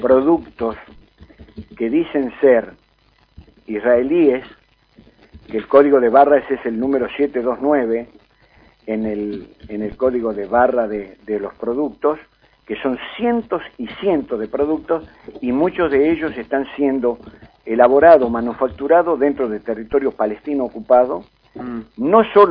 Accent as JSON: {"language": "Spanish", "country": "Argentina", "said": "Son argentinos, somos argentinos de distinta extracción política, de distinta extracción cultural"}